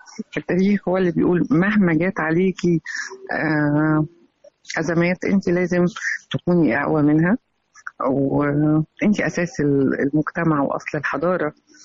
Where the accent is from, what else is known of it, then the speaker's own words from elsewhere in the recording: Egypt; أنا بقول أنا مصرية في كل مكان.